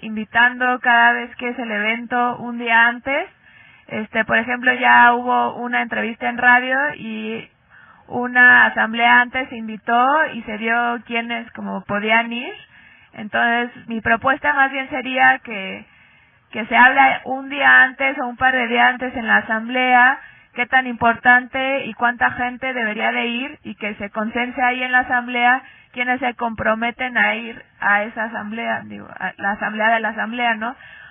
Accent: Coyoacán, Mexico City, Mexico; la mayoría, como ya dijo la compañera, somos de Coyoacán, o vecinos de Coyoacán, y se nos hace relativamente sencillo ir a la casa a comer, regresar

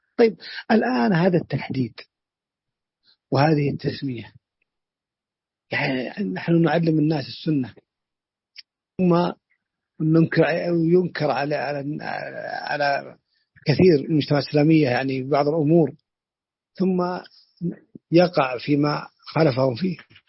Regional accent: Najd, Saudi Arabia; بعشر الوالدية عندنا في نجد

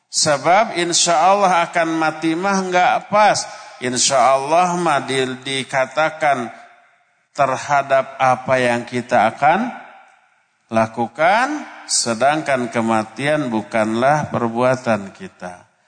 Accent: Padalarang, West Java, Indonesia; born there; Lahir di Bandung, di Padalarang.

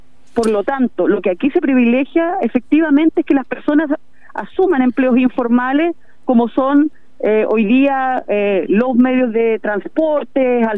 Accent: Chile; también como chilenos y chilenas en tiempos de dictadura muchos de nuestros compañeros y compañeras tuvieron que ir a otros países

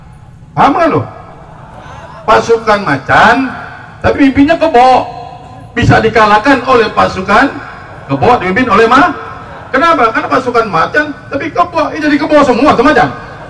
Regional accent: Jakarta, Indonesia; Lu begini kan karena gue Betawi ini.

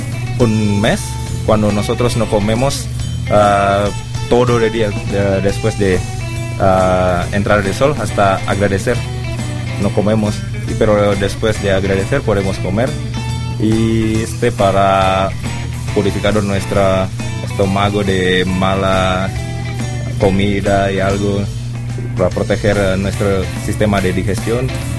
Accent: Central Java, Indonesia; Spanish is a second language; now in Mexico; yo vine de una provincia o estado, se llama Java Central. Este es un estado que por la población es tercer lugar en Indonesia.

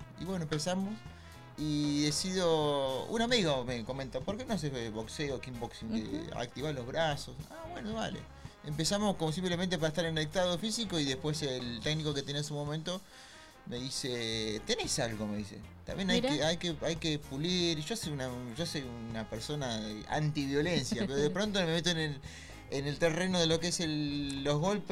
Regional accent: Tristán Suárez, Buenos Aires Province, Argentina; Sí, soy de Tristan Suárez, tengo 36 años.

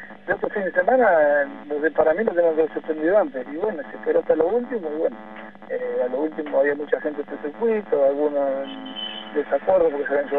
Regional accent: Buenos Aires, Argentina; yo soy de Buenos Aires y corrí con lluvia.

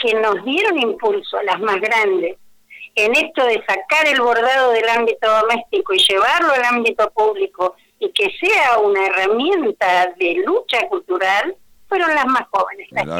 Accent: Buenos Aires, Argentina; En general, yo soy bonaerense, la gestión nacional

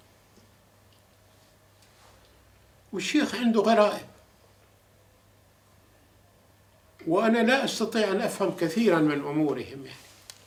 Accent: Syria; إحنا كنا نتمنى كسوريين أن يكون الوضع هادئ في الأردن

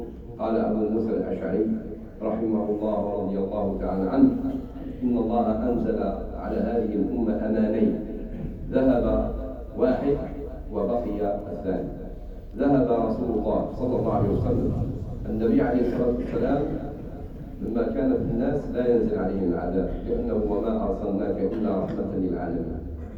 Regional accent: Algeria; بلادنا الجزائر الحبيبة التي قامت من أول لحظة بمساعدة الناس المنكوبين

